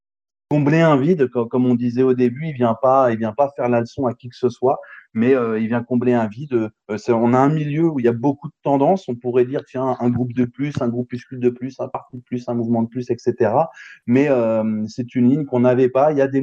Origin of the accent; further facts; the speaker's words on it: France; sur des sujets qu'on ne connaît que de loin en tant que Français.